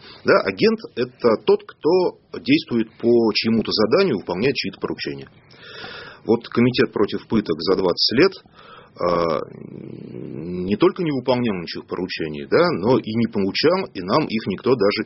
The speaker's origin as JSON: {"language": "Russian", "town": "Berendeyevka", "country": "Russia", "tie": "born or raised there", "said": "А вот в моей родной деревне Берендеевка"}